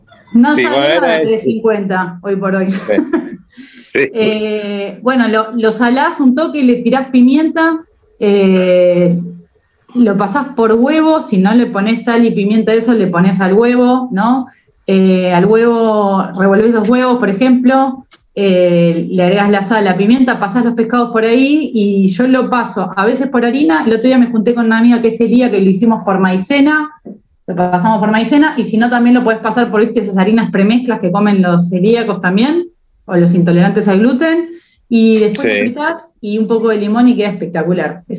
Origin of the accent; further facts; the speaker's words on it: Mar del Plata, Buenos Aires Province, Argentina; No, yo soy de Mar del Plata, me gusta mucho el pescado del mar